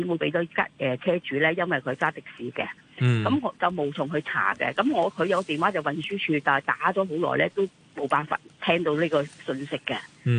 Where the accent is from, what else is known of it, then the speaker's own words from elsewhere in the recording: Hong Kong; 我覺得如果翻上去咧，即係如果有醫生再睇香港人真係好啦，我都係香港人啦。